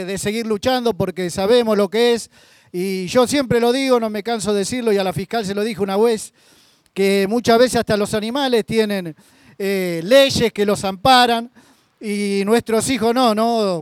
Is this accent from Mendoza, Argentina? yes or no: no; Lavallol, Buenos Aires Province, Argentina; soy de Lavallol